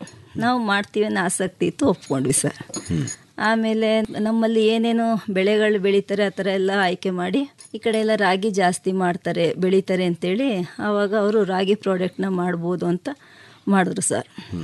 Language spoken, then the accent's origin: Kannada; Bilikere, Karnataka, India; ನಾನು ಹುಣಸೂರು ತಾಲೂಕು ಬಿಳಿಕೆರೆಯಿಂದ ಬಂದಿದ್ದೇನೆ.